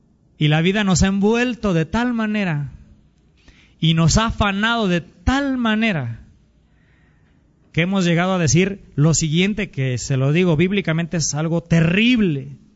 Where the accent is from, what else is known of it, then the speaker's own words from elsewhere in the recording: Mexico; Si somos mexicanos, hermanos, más que otra cosa